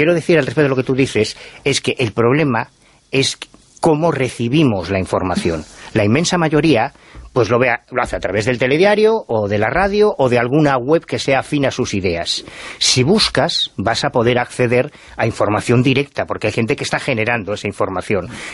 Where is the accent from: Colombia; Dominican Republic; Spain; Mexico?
Spain; Galicia; que era gallego como nosotros, somos tres gallegos